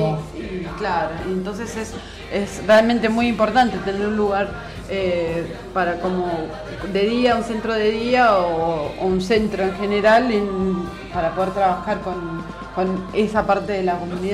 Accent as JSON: {"language": "Spanish", "town": "La Plata", "region": "Buenos Aires Province", "country": "Argentina", "said": "Yo vengo de La Plata y a fin de año en La Plata hay una tradición, se hacen grandes muñecos."}